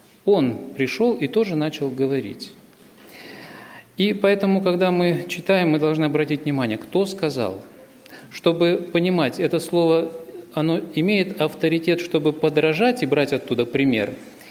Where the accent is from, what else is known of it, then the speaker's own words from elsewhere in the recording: Bogoroditsk, Tula Oblast, Russia; я из Тульской области. Город Богородицк у нас есть такой. Раньше я был членом церкви в Новомосковске.